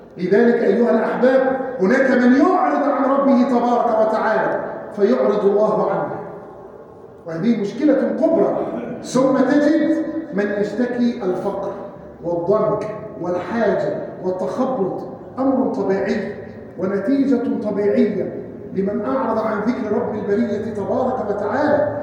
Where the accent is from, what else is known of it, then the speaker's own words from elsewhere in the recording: Egypt; اللهم احفظ بلادنا مصر من الفتن